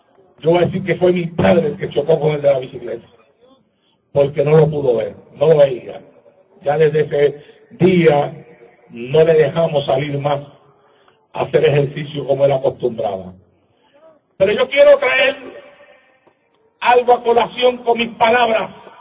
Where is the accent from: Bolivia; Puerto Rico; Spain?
Puerto Rico; Santa Isabel; Él se iba a cierto punto de mi pueblo, en Santa Isabel, Puerto Rico, la plaza pública, y desde ahí él corría hasta la playa de Santa Isabel